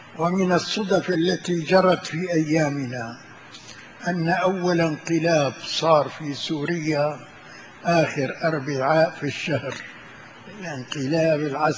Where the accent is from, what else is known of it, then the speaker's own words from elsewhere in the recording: Sanaa, Amanat Al Asimah, Yemen; قلنا له نحن اولاد صنعاء